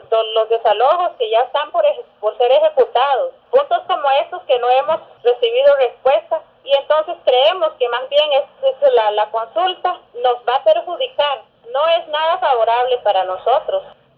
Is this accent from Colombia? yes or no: no; Río Azul, Puntarenas, Costa Rica; Yo soy del pueblo de Río Azul, es una comunidad que pertenece al territorio indígena de Salitre … soy del distrito Tuburuan.